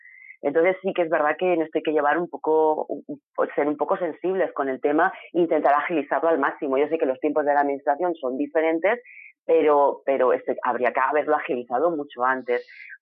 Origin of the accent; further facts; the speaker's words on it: Elche, Valencian Community, Spain; los que somos de Elche conocemos las playas de Arenales